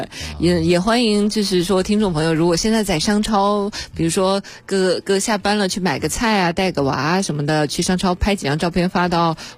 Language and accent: Chinese; China; 其实跟我们的基本的中国人的预算。对，还是甚至比我们中国人还要低呢。